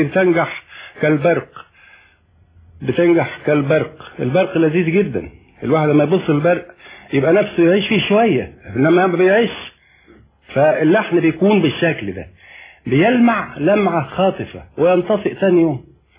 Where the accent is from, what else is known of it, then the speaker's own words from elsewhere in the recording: Mansoura, Dakahlia, Egypt; عندنا في المنصورة